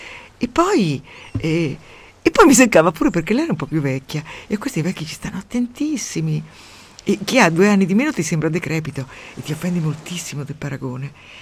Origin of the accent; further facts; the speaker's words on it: Umbria, Italy; Mi sembra di stare al mio paese, nell'alta valle del Tevere, dove c'era la nebbia 8 mesi all'anno e tutti erano piegati in 2 di reumatismi. Io avevo molta paura, come tutti i bambini, avevo molta paura della nebbia